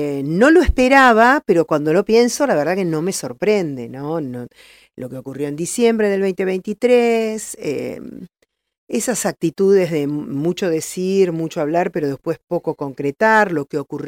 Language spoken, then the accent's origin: Spanish; La Plata, Buenos Aires Province, Argentina; Yo soy platense y también viví con mi familia la inundación del 2013.